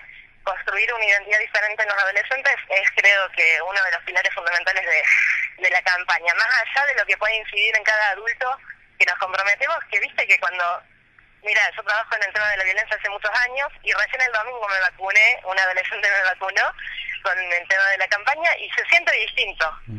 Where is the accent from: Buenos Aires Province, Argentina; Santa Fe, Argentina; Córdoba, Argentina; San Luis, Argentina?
Córdoba, Argentina; accent: cordobesa; no sé si se me nota la tonada cordobesa, también de llevarla a otros puntos de Córdoba